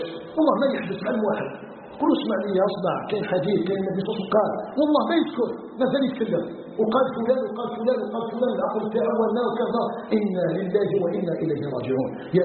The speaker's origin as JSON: {"language": "Arabic", "country": "Algeria", "said": "أن يجعل بلدنا الجزائر بلدا آمنا مطمئنا"}